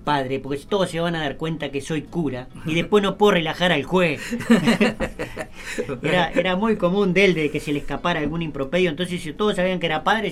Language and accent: Spanish; Uruguay; como todo uruguayo, nosotros en la gran mayoría somos mezcla de italiano con español